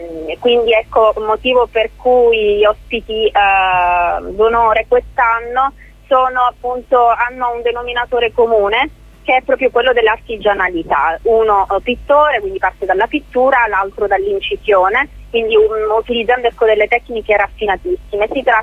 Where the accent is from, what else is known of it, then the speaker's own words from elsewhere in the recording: Sicily, Italy; Io sono siciliana. Sono siciliana, mi sono formata a Roma in realtà.